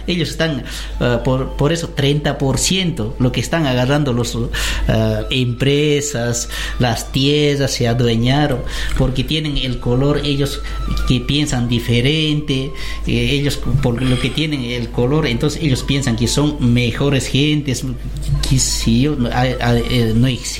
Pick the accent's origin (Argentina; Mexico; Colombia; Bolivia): Bolivia; Nosotros como bolivianos tenemos que estar viviendo en nuestro país como bolivianos.